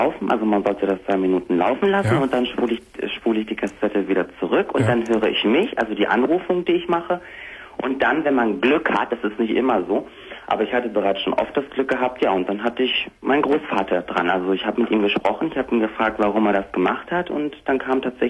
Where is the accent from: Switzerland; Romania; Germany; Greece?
Greece; also ich komme ja aus Griechenland und ich habe ja auch Griechisch dann auch gesprochen